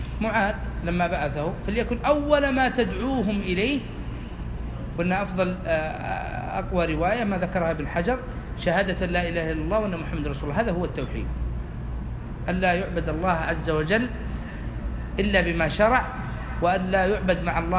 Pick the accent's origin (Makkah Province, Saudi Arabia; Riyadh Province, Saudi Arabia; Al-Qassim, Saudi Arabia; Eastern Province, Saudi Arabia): Al-Qassim, Saudi Arabia; هذا وجدته في عندنا في القصيم